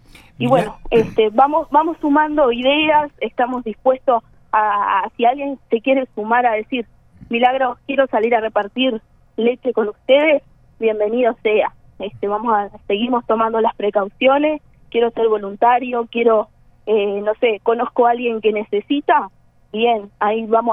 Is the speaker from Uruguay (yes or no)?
yes; Maldonado, Uruguay; Mira, sí, somos todos de Maldonado